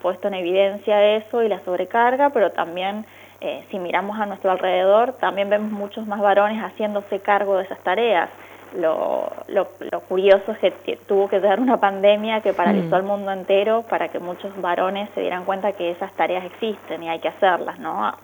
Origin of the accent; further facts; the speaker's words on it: Mendoza, Argentina; siempre encantada de colaborar con Mendoza, mi tierra natal.